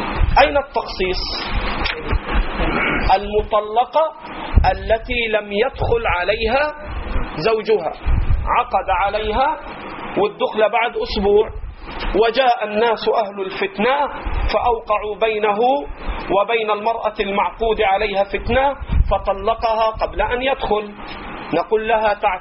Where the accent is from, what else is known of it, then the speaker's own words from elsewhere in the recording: Egypt; accent: Egyptian; أترخم عليك على لهجتنا في مصر